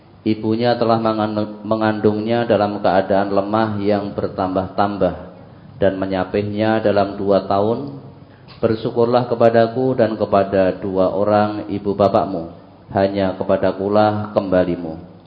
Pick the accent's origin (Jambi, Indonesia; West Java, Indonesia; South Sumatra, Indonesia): South Sumatra, Indonesia; Sumatera Selatan.